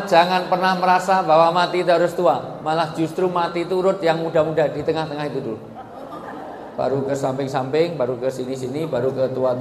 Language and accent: Indonesian; Java, Indonesia; Saya asli orang Jawa, di dalam tradisi Jawa orang tua disebut sepuh.